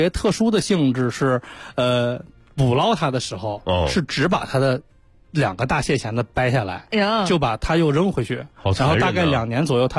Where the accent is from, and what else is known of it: China; now in United States